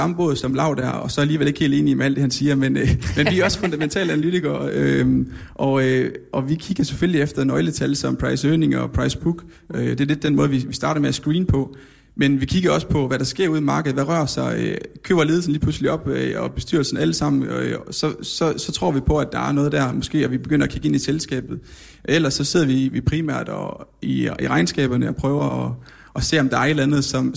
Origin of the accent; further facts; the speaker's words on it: Jutland, Denmark; Men vi er jo også fra Jylland, så vi bliver også nødt til at være lidt nede på jorden.